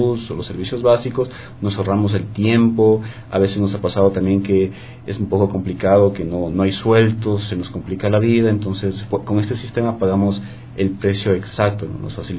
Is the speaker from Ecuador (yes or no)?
yes; Ecuador; Nosotros como ecuatorianos debemos estar orgullosos de este sistema que tenemos